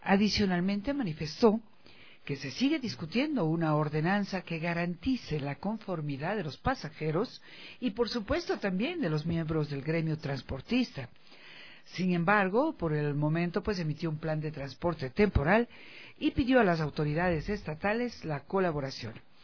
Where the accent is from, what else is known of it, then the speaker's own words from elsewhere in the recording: Quito, Pichincha, Ecuador; el unirnos como quiteños, como ecuatorianos en general, es importantísima.